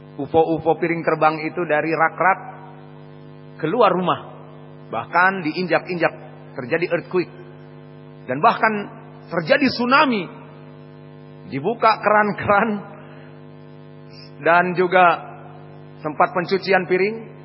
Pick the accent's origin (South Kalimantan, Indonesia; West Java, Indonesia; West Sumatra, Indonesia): West Sumatra, Indonesia; mereka takut kepada istrinya, terutama afwan seperti di tempat kita urang awak, karena matrilinealisme